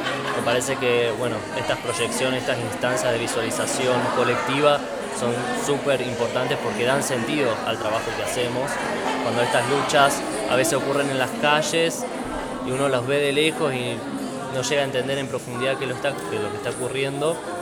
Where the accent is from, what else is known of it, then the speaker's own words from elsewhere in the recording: Marcos Juárez, Córdoba, Argentina; now in Córdoba, Argentina; Yo soy de Marco Juárez, y en Marco Juárez, como algunos sabrán, es una zona rodeada de campos